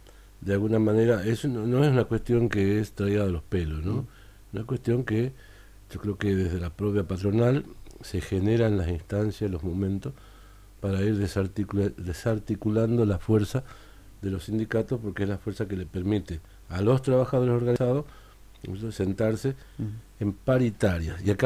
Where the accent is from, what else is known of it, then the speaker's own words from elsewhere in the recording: Tucumán, Argentina; Yo me acuerdo que yo nací en Tucumán y pasé parte de mi infancia en Tucumán